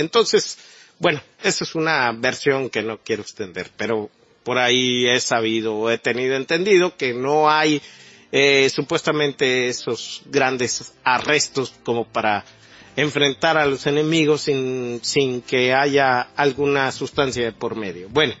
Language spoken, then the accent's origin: Spanish; Mexico; realmente mostró su faceta desfavorable para todos como mexicanos, ¿no?